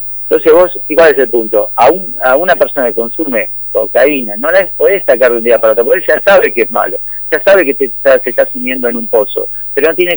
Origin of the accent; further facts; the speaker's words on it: Tandil, Buenos Aires Province, Argentina; Somos muchos cardiólogos de Tandil que estamos acá cerquita.